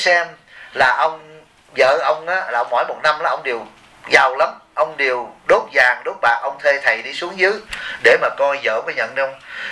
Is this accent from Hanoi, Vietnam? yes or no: no; Bien Hoa, Dong Nai, Vietnam; tôi cũng là dân Biên Hòa